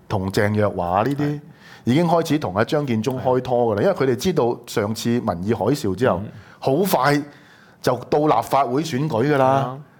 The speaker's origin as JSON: {"language": "Cantonese", "country": "Hong Kong", "said": "如果你們不講清楚給我們香港人聽那些催淚彈的成分是什麼"}